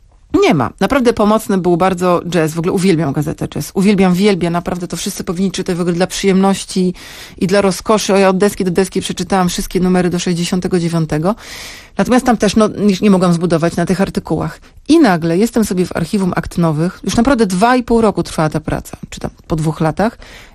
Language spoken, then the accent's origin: Polish; Sopot, Pomeranian Voivodeship, Poland; Jestem z Sopotu, pójdę na drugą stronę ulicy do Urzędu Miasta